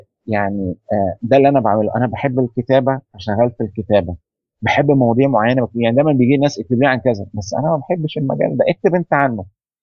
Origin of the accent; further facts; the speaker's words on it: Egypt; أو العجل العربية زي ما بنقول عندنا في مصر